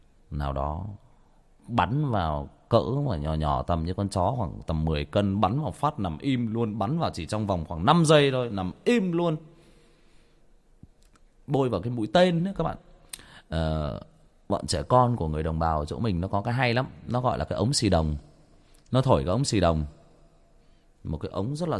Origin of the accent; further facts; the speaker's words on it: Trà Vinh, Vietnam; Quê tôi Trà Vinh